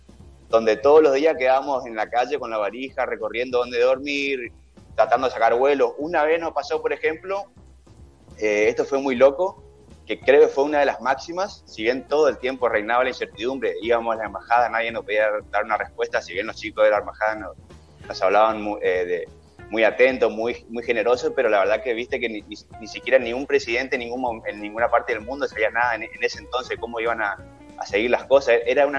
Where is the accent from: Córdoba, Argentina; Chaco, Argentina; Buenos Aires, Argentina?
Chaco, Argentina; Resistencia; de Chaco, Resistencia Chaco.